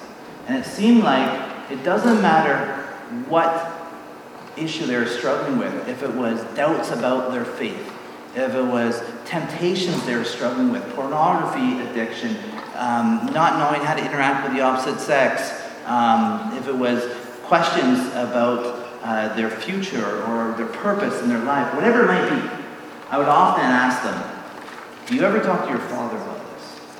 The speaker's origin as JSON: {"language": "English", "region": "British Columbia", "country": "Canada", "said": "we're from Vancouver Island, and so we didn't quite go all the way across Canada."}